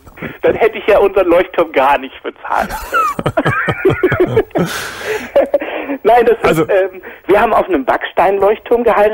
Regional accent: Dresden, Saxony, Germany; born there; Ich bin sogar in Dresden geboren.

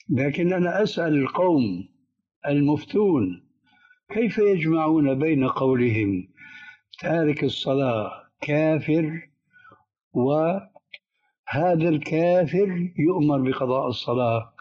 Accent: Syria; فالآن كما يقولون أيضا عندنا في سوريا بساط أحمدي

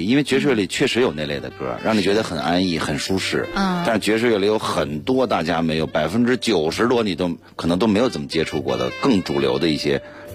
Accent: Beijing, China; 我说那就九门吧，因为我生在这儿，长在这儿。

